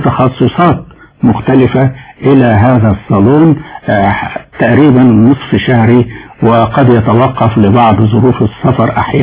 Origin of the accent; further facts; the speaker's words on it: Egypt; فأنا تصورت كما كان الحال في ذلك الوقت عندنا في مصر